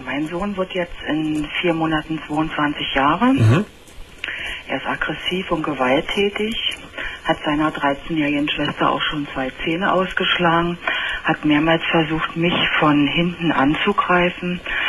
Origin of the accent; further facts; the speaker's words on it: Berlin, Germany; Also man kann sagen, ich komme aus Berlin